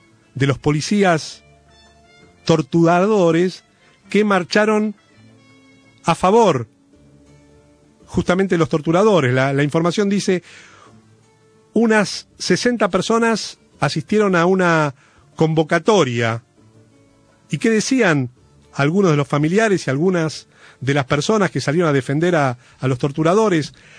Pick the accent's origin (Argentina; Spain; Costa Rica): Argentina; nosotros como argentinos